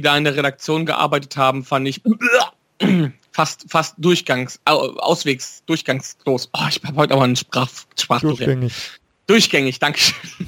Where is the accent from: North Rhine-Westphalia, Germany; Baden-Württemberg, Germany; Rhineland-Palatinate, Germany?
North Rhine-Westphalia, Germany; Wipperfürth; das ist immer eine Stunde Fahrt von Wipperfürth aus, wo ich herkomme.